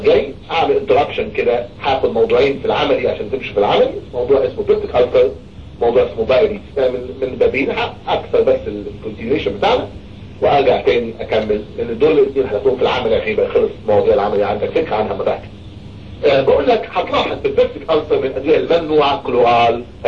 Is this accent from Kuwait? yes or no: no; Egypt; نقطة انتقاد عندنا في مصر